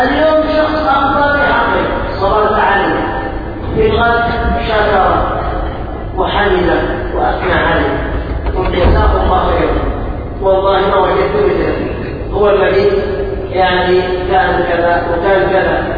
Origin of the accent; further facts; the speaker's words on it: Yemen; عندنا في اليمن الى رحمه الله تعود الناس المشاكل